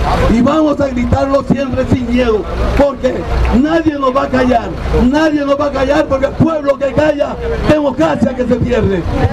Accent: Costa Rica; no lloremos mañana lo que no hemos sabido defender como personas, como costarricenses.

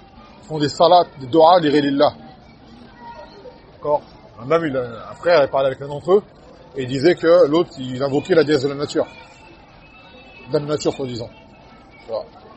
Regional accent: Martinique, France; Je me rappelle quand j'étais petit à Martinique qui racontait.

